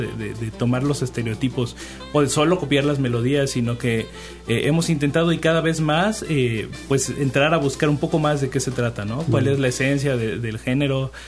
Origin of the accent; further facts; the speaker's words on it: Xalapa, Veracruz, Mexico; Bueno, yo soy de Jalapa, ¿no?, pero hay de distintas partes del país.